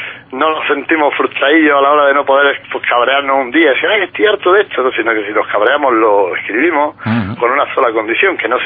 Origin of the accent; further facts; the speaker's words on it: Motril, Andalusia, Spain; No, yo soy de Motril.